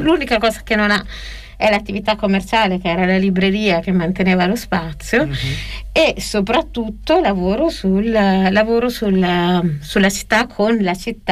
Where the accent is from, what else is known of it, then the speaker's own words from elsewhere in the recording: Atripalda, Campania, Italy; born there; E io sono nata in Irpinia, cioè sono nata da Tripalda e siamo attaccati. Lui è in provincia di Benevento, io in provincia di Avellino.